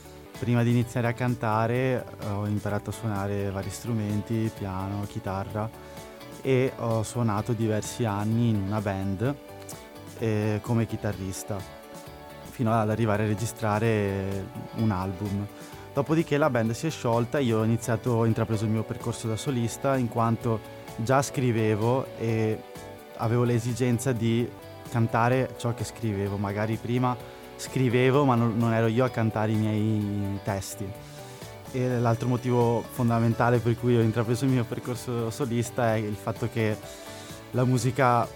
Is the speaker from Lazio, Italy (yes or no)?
no; Padua, Veneto, Italy; Sì, io sono di Padova.